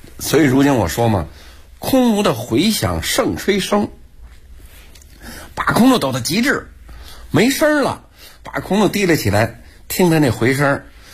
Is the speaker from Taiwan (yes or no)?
no; Beijing, China; born there; 我本人是老天桥出生的人，我爷爷呀、是老天桥非常有名的堂里、老天桥三角市场这点这个天桥茶堂里